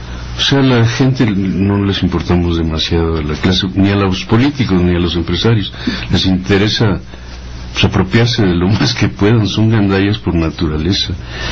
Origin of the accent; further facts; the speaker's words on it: Mexico City, Mexico; Somos unas cucarachas chilangas.